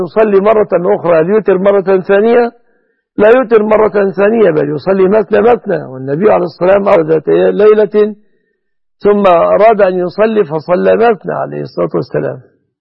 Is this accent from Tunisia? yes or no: no; Egypt; بلادنا مصر